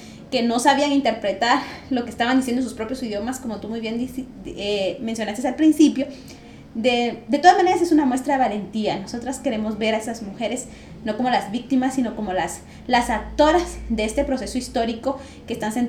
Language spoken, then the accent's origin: Spanish; Guatemala; Mientras como pueblo guatemalteco no revisemos lo que pasó en la historia de nuestro país